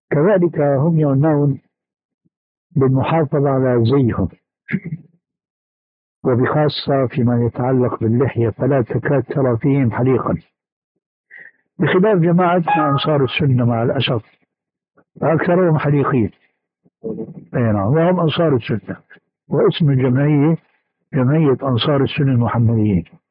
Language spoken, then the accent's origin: Arabic; Damascus, Damascus Governorate, Syria; كما يقولون عندنا في دمشق الألف من المصريجة، المصريجة العصاية الطويلة عندنا